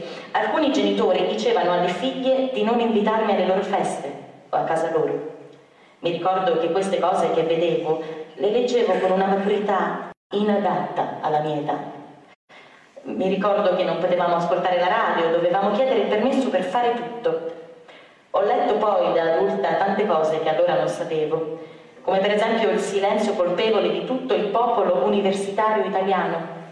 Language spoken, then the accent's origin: Italian; Milan, Lombardy, Italy; Sono nata a Milano nel 1930 e a Milano ho sempre vissuto. La mia famiglia era ebraica agnostica, cioè non frequentavamo il tempio o ambienti ebraici.